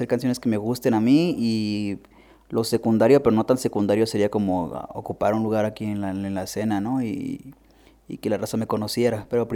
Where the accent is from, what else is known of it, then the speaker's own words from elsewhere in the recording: Hermosillo, Sonora, Mexico; also born or lived in Nogales / Los Angeles / New Mexico; Yo nací en Nogales, Sonora. Me fui a vivir a Hermosillo, Sonora, de muy joven. Y estuve pasando mi infancia entre Sonora, Los Ángeles y Nuevo México.